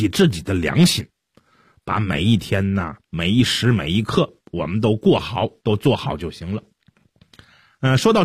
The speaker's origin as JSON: {"language": "Chinese", "country": "China"}